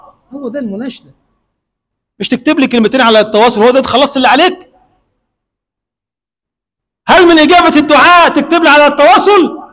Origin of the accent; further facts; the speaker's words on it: Egypt; اللهم اجعل بلدنا مصر بلدا آمنا مطمئنا